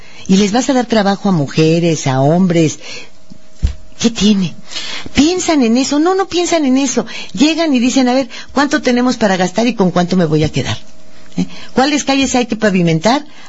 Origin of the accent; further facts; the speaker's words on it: Mexico; Cada vez que te lo dicen, como mexicano, quieres que la tierra te trague.